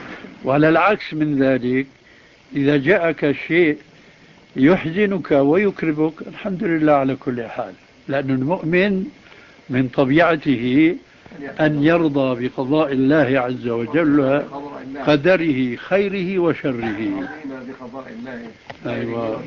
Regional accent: Syria; لأنه هو كما يقال عندنا في سوريا كالمنشار، بياكل الطالع والناجل

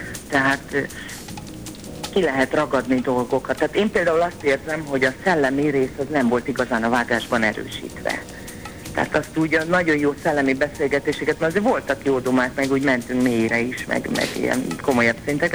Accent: Hajdúnánás, Hajdú-Bihar, Hungary; Hajdunánáson nőttem föl.

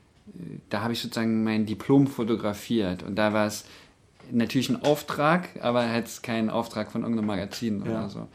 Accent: Berlin, Germany; weil ich komme ja ursprünglich aus Berlin

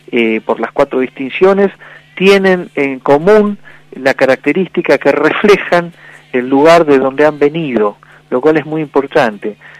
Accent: Patagonia, Argentina; la primer región Patagonia, que bueno, la elegí yo como, viste, yo soy de ahí, quería que llevara la primera, que fuera para mi terruño

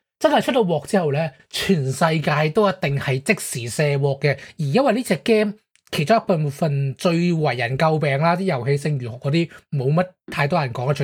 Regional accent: Hong Kong; 即系我哋香港人就好听，我谂大家应该都有听过啦

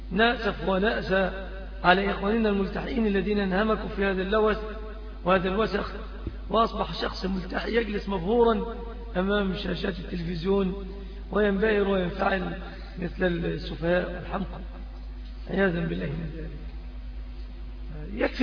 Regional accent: Egypt; المنكر الذي عم وطغى في بلادنا مصر

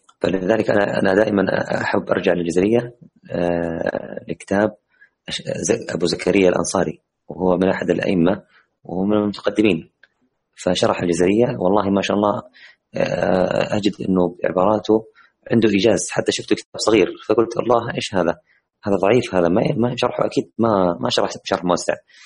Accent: Jeddah, Makkah Province, Saudi Arabia; إحنا نحن كلنا من منطقة مكة المكرمة، لعلنا نجد هذا الكتاب بإذن الله في مدينتنا، مدينة جدة.

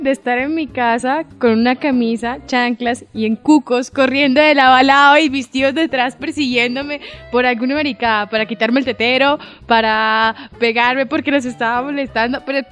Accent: Salazar, Norte de Santander, Colombia; Tengo un recuerdo muy triste de cuando estaba en mi pueblo, en Salazar

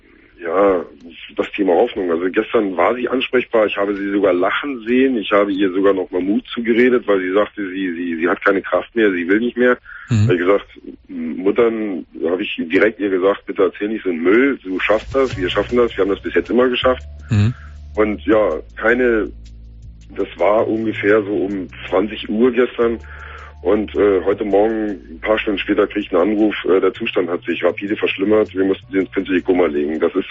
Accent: Berlin, Germany; moved away as an adult; ich bin schon seit Jahren weg aus Berlin. Also ich bin selber in Berlin geboren und auch bis zu meinem 22., 23. Lebensjahr habe ich hier verbracht.

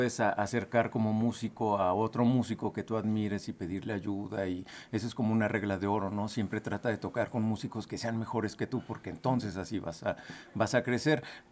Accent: Mexico; No somos como mexicanos, al menos puedo hablar

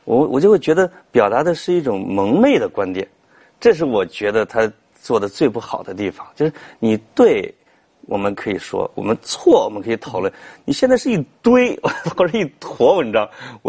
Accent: China; 就是我们中国人的这个脑子里边营养不太良好。

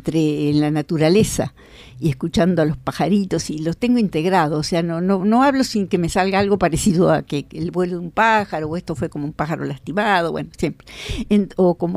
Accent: Rodó, Soriano, Uruguay; also born or lived in Rocha; a los dos años y me crié en un pueblo de Soriano, en Soriano. Rodó, que en esa época se llamaba Estación Drable.

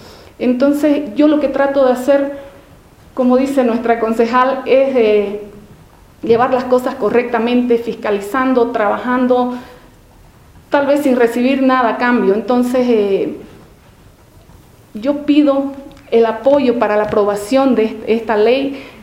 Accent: San Ignacio de Velasco, Santa Cruz, Bolivia; Yo soy del municipio de San Ignacio de Velasco, queda a 500 kilómetros de Santa Cruz.

